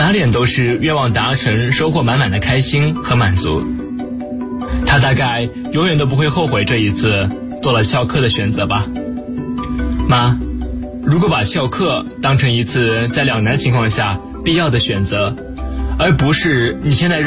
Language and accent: Chinese; Xiamen, Fujian, China; now in Nanjing, China; 来自福建厦门，我在南京大学，距离我的家乡960公里。